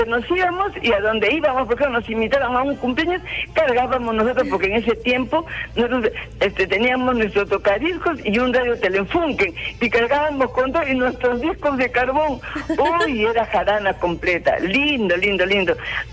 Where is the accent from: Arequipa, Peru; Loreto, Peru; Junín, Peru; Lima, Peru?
Lima, Peru; Yo tengo ya 72 años, pero me acuerdo, yo soy limeña, mi padre era tarmeño y mi madre es cerreña.